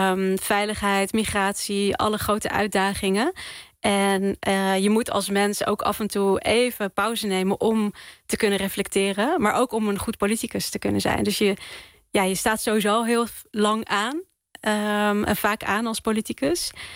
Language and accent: Dutch; The Hague, South Holland, Netherlands; now in Rotterdam, Netherlands; want ik kom uit Den Haag. Ik woon nu in Rotterdam.